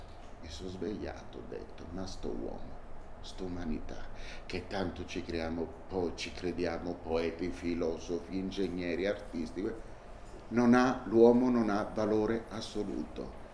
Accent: Naples, Campania, Italy; quando non ci sarò più, portatemi a Napoli, perché lì è la mia terra.

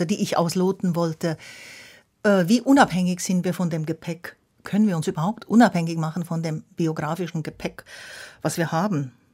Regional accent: Switzerland; born there; Ich bin ja in der Schweiz geboren.

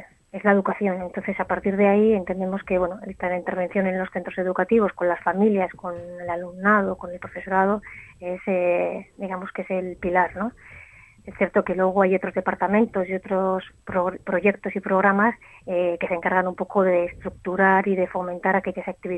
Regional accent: Basque Country, Spain; y de la sociedad vasca, ¿no?

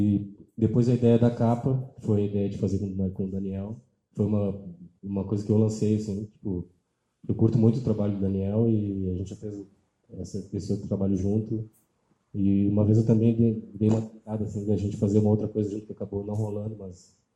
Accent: Pelotas, Rio Grande do Sul, Brazil; Que são da cidade onde eu nasci, que é Pelotas, no Rio Grande do Sul. Que é uma cidade do interior.

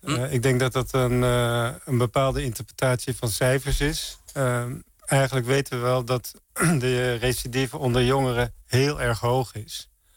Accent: Santpoort, North Holland, Netherlands; Nee, ik kom uit Zandpoort. Het is een heel... tegen Bloemendaal aan.

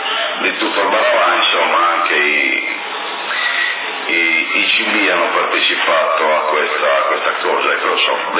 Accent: Naples, Campania, Italy; sono napoletano, è una cosa allucinante, veramente.

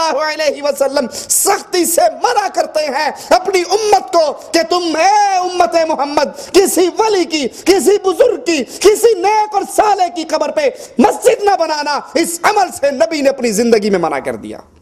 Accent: Abdul Hakim, Punjab, Pakistan; میرے گاؤں میں عبدالحکیم سے باہر نکلو تو وہاں پر دربار ہے پیر دڑکی شاہ.

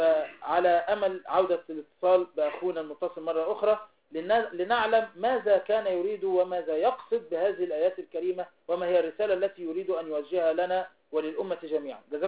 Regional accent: Egypt; إذن نحن شعب مصري يدا واحدة

